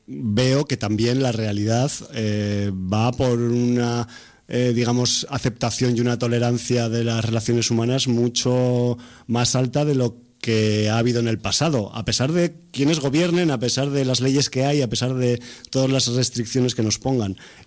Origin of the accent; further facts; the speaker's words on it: Aragon, Spain; de Aragón, y a mí lo del agua me toca.